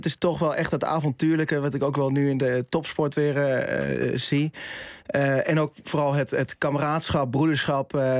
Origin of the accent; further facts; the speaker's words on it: The Hague, South Holland, Netherlands; Ik kom uit Den Haag